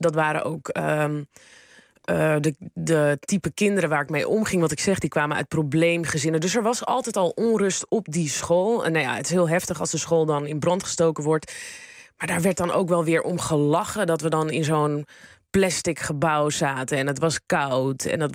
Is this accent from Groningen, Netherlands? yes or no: no; Amsterdam, North Holland, Netherlands; ik kom uit Amsterdam-Noord. Ja, dat was vroeger ook niet het hippe urban Amsterdam-Noord wat het nu is.